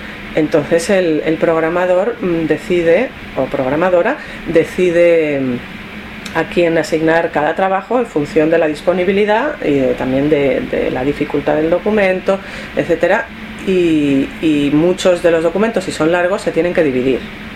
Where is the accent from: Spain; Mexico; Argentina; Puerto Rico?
Spain; Madrid, Community of Madrid; llegué en 1993. Soy de España, de Madrid. Estudié en la Universidad Complutense cuando las carreras de traducción no existían